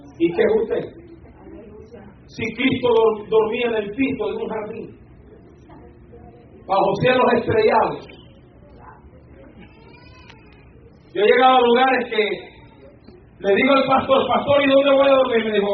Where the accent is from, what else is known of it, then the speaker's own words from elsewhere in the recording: Honduras; Le pedí baleadas, porque soy hondureño, los hondureños comemos baleadas y macheteadas.